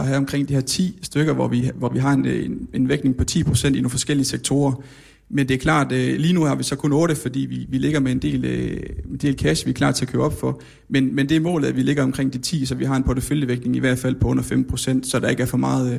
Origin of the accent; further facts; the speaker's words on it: Jutland, Denmark; Men vi er jo også fra Jylland, så vi bliver også nødt til at være lidt nede på jorden.